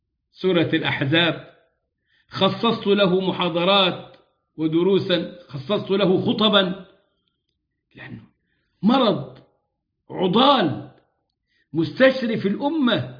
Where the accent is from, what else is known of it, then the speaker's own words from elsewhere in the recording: Egypt; وكنت قد جعلت ذلك سلسلة دروس في بلدنا مصر، مصر العزيزة على قلوبنا